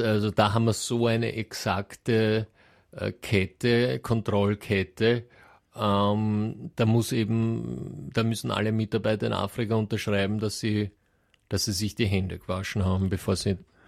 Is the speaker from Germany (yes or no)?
no; Austria; bei uns in Österreich